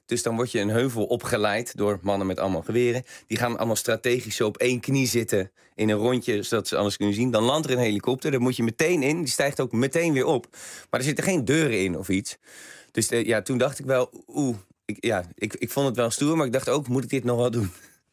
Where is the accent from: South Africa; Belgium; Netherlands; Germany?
Netherlands; Rotterdam, South Holland; born there; Ik ben voor Feyenoord, omdat ik in Rotterdam geboren ben.